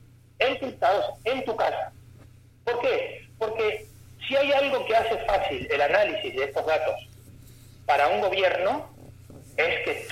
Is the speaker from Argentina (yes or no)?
yes; Argentina; now in Spain; Pero ni siquiera Argentina mismo, siendo ser argentino.